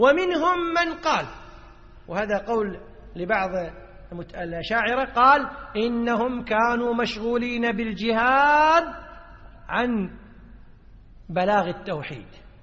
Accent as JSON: {"language": "Arabic", "country": "Kuwait", "said": "يعني في اصطلاح الناس عندنا بالكويت يقول ايش يتطنز"}